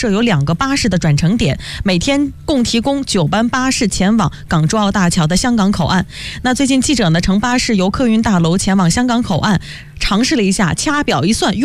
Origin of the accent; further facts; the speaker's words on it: China; 因为我们其实作为中国人